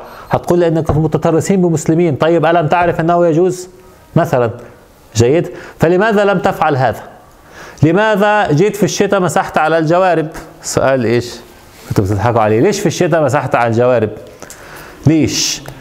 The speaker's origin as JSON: {"language": "Arabic", "country": "Egypt", "said": "عندنا في مصر يضعون صليب"}